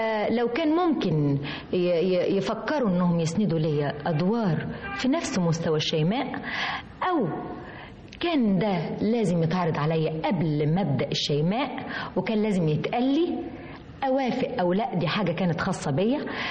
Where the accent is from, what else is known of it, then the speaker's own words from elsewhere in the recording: Egypt; أنا برضو بمشي في الشارع ساعات الناس ما تفتكرينش إن أنا مصرية، لكن أنا مصرية.